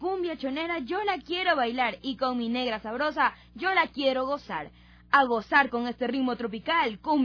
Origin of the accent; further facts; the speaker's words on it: Santa Elena, Ecuador; Hoy quiero recordar a mi costa bella y hermosa. Ya tengo buen tiempo que no voy a mi tierra y aunque yo sea de Santa Elena